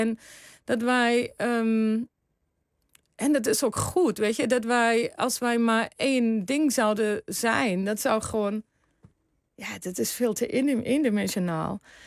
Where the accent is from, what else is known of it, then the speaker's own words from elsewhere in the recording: Germany; now in Netherlands; In 92 naar Nederland gekomen.